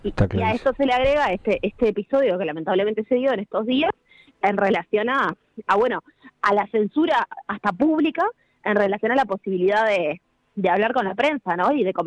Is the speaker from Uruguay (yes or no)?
yes; Montevideo, Uruguay; Sí, en realidad yo soy de Montevideo, no integro la filial, en este caso de Maldonado